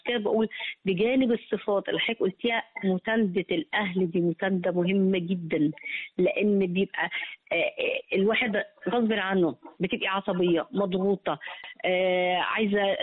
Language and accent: Arabic; Egypt; وطول ما انا ماشي سعيده بقى ان انا مصريه والناس كلها عارفه ان انا مصريه